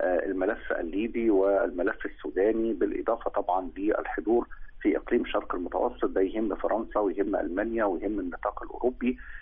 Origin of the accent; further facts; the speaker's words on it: Egypt; عندنا في مصر